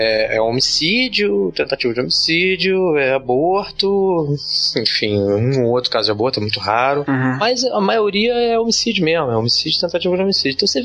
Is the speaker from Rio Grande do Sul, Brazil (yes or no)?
no; Rio de Janeiro, Brazil; eu nasci em Jacarepaguá, que é um bairro que na época que eu nasci em 76, era um bairro bem quase rural, né? Um bairro bem isolado. Eu cresci em casa, num condomínio fechado, assim, na beira da mata.